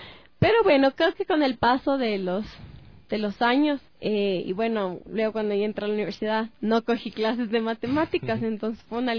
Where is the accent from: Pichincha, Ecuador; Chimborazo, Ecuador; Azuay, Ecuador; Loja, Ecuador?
Pichincha, Ecuador; Quito; nosotros como quiteños primero conozcamos nuestra historia, nuestra cultura